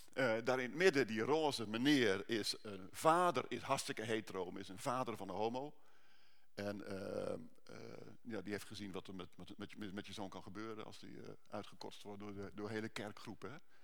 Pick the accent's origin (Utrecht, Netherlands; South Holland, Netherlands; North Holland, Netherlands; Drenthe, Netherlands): Utrecht, Netherlands; Ik kom van Utrecht.